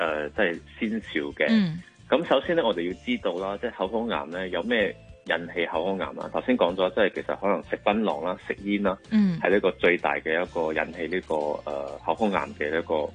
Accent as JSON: {"language": "Cantonese", "country": "Malaysia", "tie": "born or raised there", "said": "但系喺我嘅乡下咧，即系马来西亚咧。"}